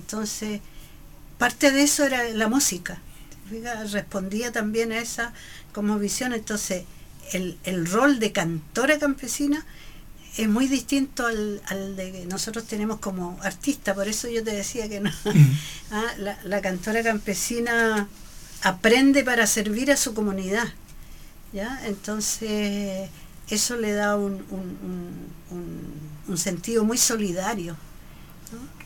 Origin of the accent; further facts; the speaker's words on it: Concepción, Biobío, Chile; Nacida y mal criada en Concepción.